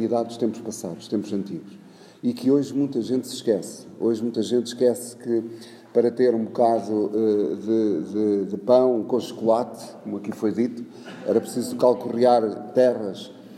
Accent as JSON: {"language": "Portuguese", "town": "Oliveira do Hospital", "region": "Coimbra", "country": "Portugal", "tie": "born or raised there", "said": "gosto muito do meu concelho, gosto muito da minha Oliveira, gosto muito da minha zona histórica onde nasci"}